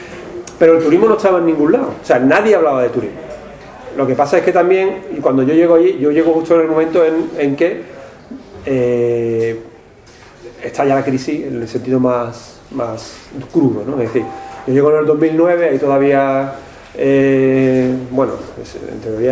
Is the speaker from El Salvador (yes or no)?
no; Seville, Andalusia, Spain; now in Barcelona, Spain; yo soy sevillano también, pero llevo 10 años viviendo en Barcelona, ¿no? Y entonces, cuando vengo aquí me dicen que tengo acento catalán y cuando estoy allí me dicen que tengo acento sevillano.